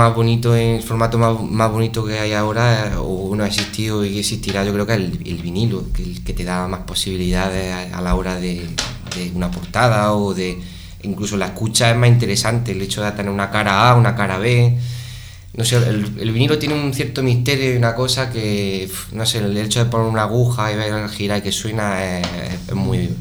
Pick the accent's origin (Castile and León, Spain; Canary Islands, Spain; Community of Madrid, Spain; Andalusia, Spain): Andalusia, Spain; Úbeda; venimos de Úbeda, un pueblo considerado como ciudad de Semana Santa.